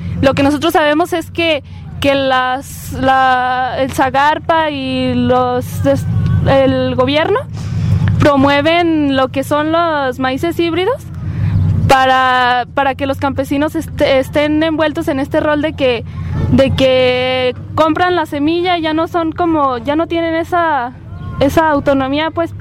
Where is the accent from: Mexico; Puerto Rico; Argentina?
Mexico; Palos Altos, Jalisco; nosotros somos jóvenes de Palos Altos, una comunidad que pertenece al municipio de Ixtlahuacán del Río, Jalisco